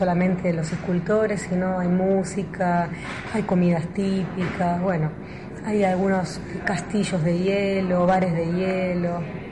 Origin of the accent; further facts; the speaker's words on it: Argentina; en este caso nosotros somos argentinas